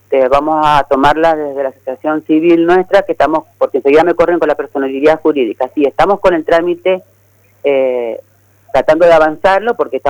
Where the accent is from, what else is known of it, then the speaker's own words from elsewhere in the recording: Argentina; incluirnos como civiles, como argentinas que somos